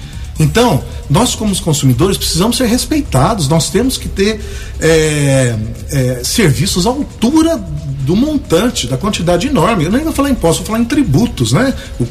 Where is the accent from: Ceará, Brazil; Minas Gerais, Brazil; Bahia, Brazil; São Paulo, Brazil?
Minas Gerais, Brazil; Guaxupé; Eu sou de Guaxupé.